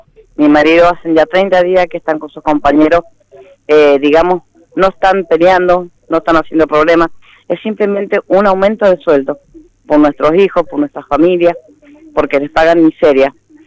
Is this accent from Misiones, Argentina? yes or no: no; Mendoza, Argentina; somos todos de Mendoza.